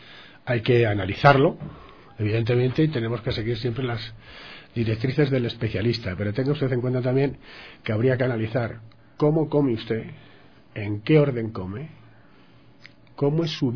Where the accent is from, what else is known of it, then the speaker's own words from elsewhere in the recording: Madrid, Community of Madrid, Spain; Yo soy de Madrid, y en Madrid todo es seco, o sea, el frío es seco.